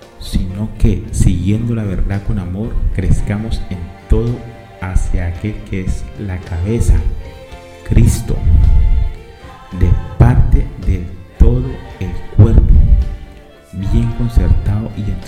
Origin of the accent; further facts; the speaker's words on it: Colombia; soy por mi voz, para que vean, soy colombiano, Soy colombiano